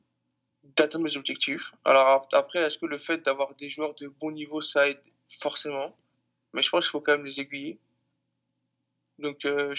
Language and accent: French; France; Mais quand je viens de France, tu sais pas réellement ce que c'est.